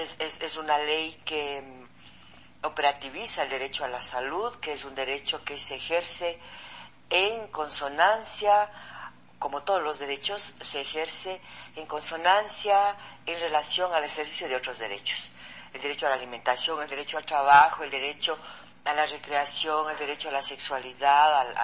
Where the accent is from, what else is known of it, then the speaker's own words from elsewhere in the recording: Quito, Pichincha, Ecuador; Soy médica, soy mamá, soy de acá, soy quiteña